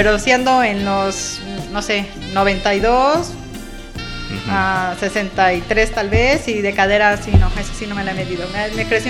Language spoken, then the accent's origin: Spanish; Mexico City, Mexico; Sí, yo soy de la Ciudad de México.